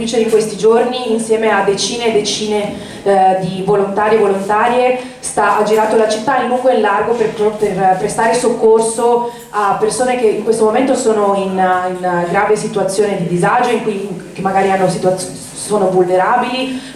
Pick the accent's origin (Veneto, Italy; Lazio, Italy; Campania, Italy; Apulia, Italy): Veneto, Italy; Venice; Vengo da Venezia, in cui, come saprete tutti, in questi giorni sta vivendo una situazione drammatica.